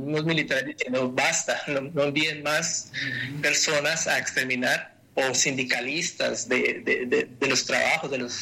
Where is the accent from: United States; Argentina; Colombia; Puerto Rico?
Colombia; acercándonos al país de donde soy, que es Colombia